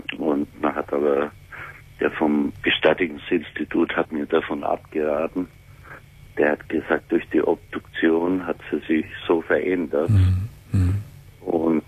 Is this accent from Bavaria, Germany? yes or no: yes; Bavaria, Germany; wollten wir auf Bayern fahren, in meine Heimat.